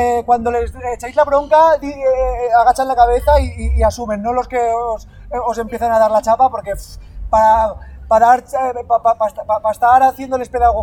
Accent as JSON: {"language": "Spanish", "town": "Benissa", "region": "Valencian Community", "country": "Spain", "said": "Y yo soy de Benissa."}